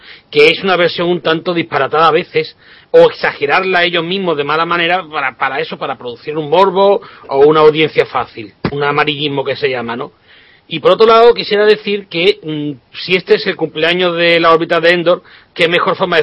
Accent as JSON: {"language": "Spanish", "town": "Málaga", "region": "Andalusia", "country": "Spain", "said": "yo aquí, vamos, yo soy de Málaga"}